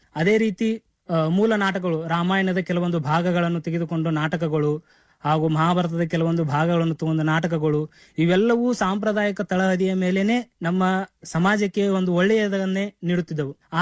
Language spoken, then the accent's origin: Kannada; Gujanatti, Karnataka, India; ನಾನು ಮೂಲತಃ ಬೆಳಗಾವಿ ಜಿಲ್ಲೆ ಮೂಡಲಗಿ ತಾಲೂಕಿನ ಗುಜನಟಿ ಗ್ರಾಮದವನು.